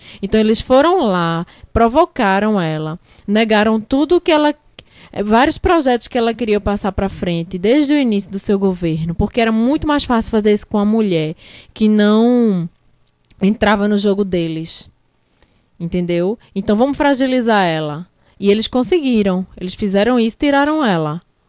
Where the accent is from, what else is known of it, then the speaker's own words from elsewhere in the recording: Northeast Region, Brazil; Eu não aceito isso como nordestina, como mulher, entendeu?